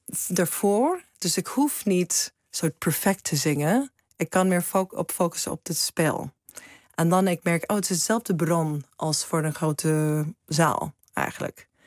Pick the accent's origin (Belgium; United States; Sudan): United States; Seattle, Washington; Dutch is a second language; moved away as an adult; also born or lived in New York; now in Netherlands; ik hoor ook bij de VS. En ik kom uit Seattle. Het is prachtig natuur. Zo grote bergen rond ons heen. De grote bossen.